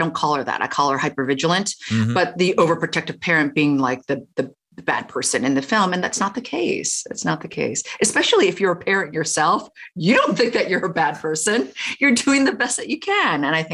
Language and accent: English; Canada; also born or lived in Toronto; I am also Canadian. And having lived in Toronto, I had a kind of connection, you know, wanting to represent Canada.